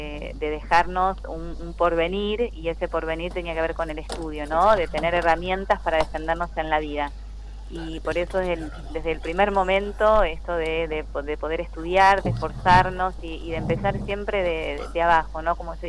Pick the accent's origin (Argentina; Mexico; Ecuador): Argentina; General Villegas, Buenos Aires Province; Yo soy de General Villegas, si bien ahí como me presentaste, yo empecé muy de abajo en realidad. Uh-huh. Siempre viví en General Villegas